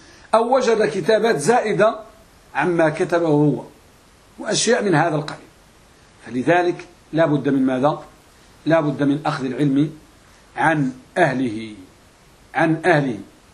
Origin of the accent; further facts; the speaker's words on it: Morocco; وهذه مسألة موجودة عندنا بالمغرب تسمى المراجعة والمطالعة.